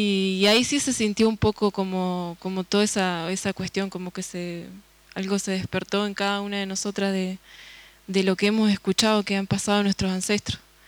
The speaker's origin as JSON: {"language": "Spanish", "town": "González Moreno", "region": "Buenos Aires Province", "country": "Argentina", "tie": "born or raised there", "said": "soy oriunda de González Moreno, que es un pueblo que queda en provincia de Buenos Aires, ya en el límite con La Pampa."}